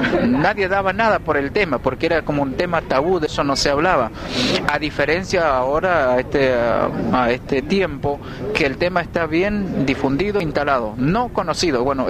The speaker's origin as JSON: {"language": "Spanish", "town": "Napalpí", "region": "Chaco", "country": "Argentina", "tie": "born or raised there", "said": "yo nací y crecí en Napalpí"}